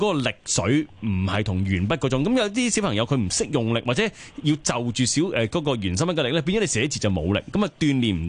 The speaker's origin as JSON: {"language": "Cantonese", "country": "China", "said": "我哋中國人嗰啲字咧，"}